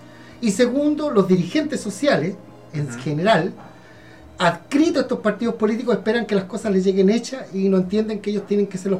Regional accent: Valparaíso, Chile; para que un pelotudo nos venga a decir cómo somos los porteños, si nosotros sabemos cómo somos

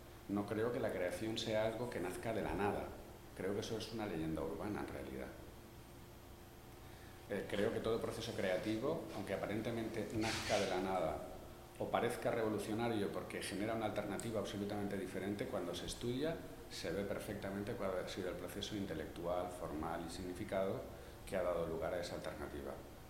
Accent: Llíria, Valencian Community, Spain; yo soy de Llíria y entonces no puedo evitarlo

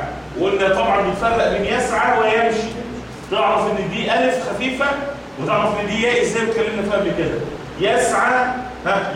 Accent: Egypt; وكنا بنقول المثال عندنا كمصريين

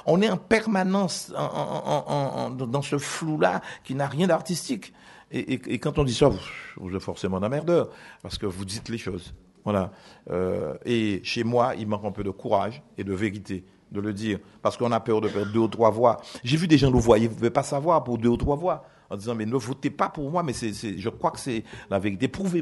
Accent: Guadeloupe, France; Chez moi, en Guadeloupe, je pars de chez moi, il n'y a jamais un plan.

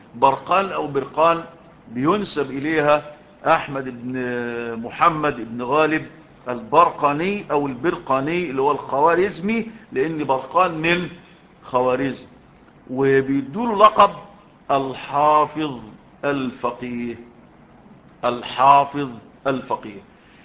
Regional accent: Egypt; في بلدنا مصر

